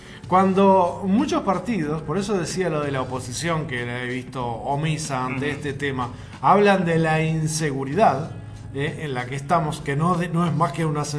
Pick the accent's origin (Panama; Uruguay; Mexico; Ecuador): Uruguay; Además, creo que no nos corresponde como uruguayos. Nosotros tenemos que ocuparnos de nuestro país.